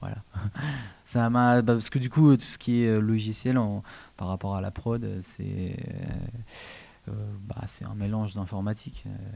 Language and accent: French; Hauts-de-France, France; j'étais d'origine du Nord, donc j'ai commencé